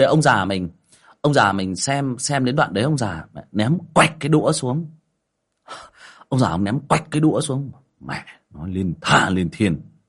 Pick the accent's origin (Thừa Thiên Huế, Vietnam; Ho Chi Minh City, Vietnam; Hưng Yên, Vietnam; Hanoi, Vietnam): Hưng Yên, Vietnam; Mình người Hưng Yên gốc thì bảo Hưng Yên xịn luôn không? Đấy. Mình người Hưng Yên xịn.